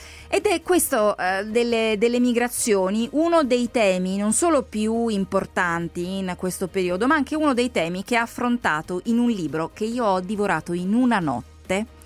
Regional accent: Switzerland; io sono svizzera

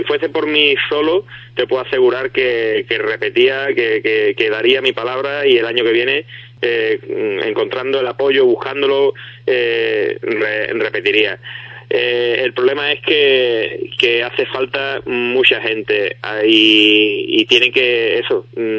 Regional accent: Ubrique, Andalusia, Spain; he conseguido que en mi pueblo haya un circuito de rally

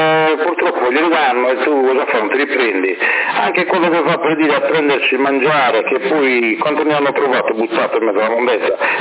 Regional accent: Sardinia, Italy; io non sono italiano, io non mi reputo un italiano, io sono nato in questa terra, mi reputo sardo, ma non italiano.

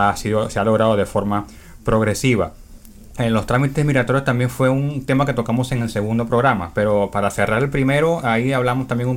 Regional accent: Venezuela; also born or lived in Peru; now in Castro, Chile; acá a Chile, específicamente a Castro, en Chiloé. Anteriormente estuve 6 meses en Perú. Yo salí de Venezuela en octubre pasado, todo siempre por carreteras, pasamos por Colombia, Ecuador también

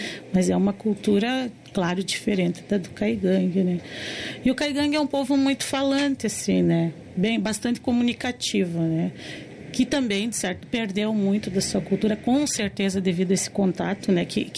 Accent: Rio Grande do Sul, Brazil; also born or lived in Paraná; eu sou do Paraná, né? Mas a minha vida inteira vivi no Rio Grande do Sul.

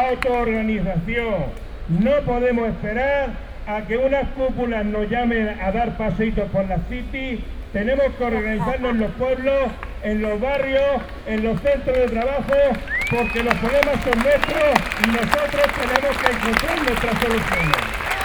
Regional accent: Region of Murcia, Spain; Yo soy murciano, soy parado ya 3 años y medio, estoy en todas las estadísticas, mayor de 45 años

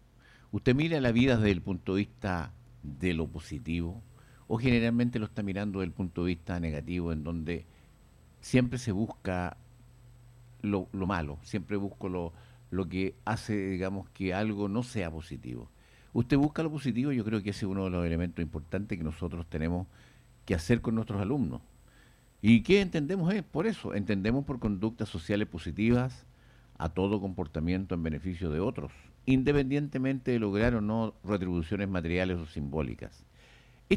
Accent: Chile; hoy día tenemos que, como chilenos, como personas que integramos una sociedad importante

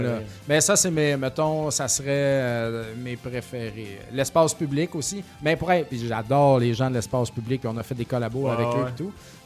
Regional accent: Quebec, Canada; Mais je viens, je viens de la Beauce. Personne m'a vraiment enligné là-dedans.

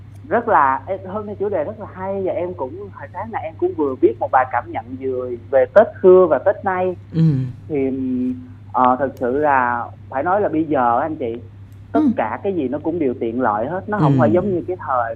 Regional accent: Sóc Trăng, Vietnam; now in Vũng Tàu, Vietnam; Hiện tại thì em đang làm việc và ở thành phố Vũng Tàu, còn nhân quê em thì ở Sóc Trăng

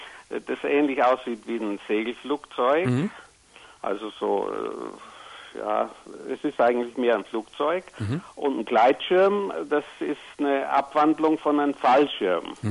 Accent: Southern Germany, Germany; Du wirst sicher hören, ich komme aus Süddeutschland.

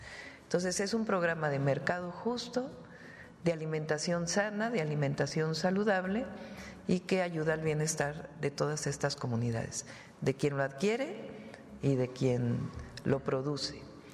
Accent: Mexico; Como somos los mexicanos.

